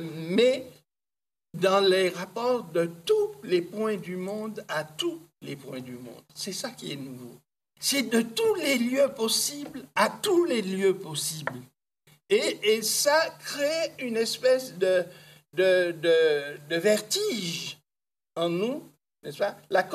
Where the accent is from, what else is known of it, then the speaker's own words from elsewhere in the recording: France; en tant que Français, je participe d'un mouvement qui est le mouvement de civilisation du monde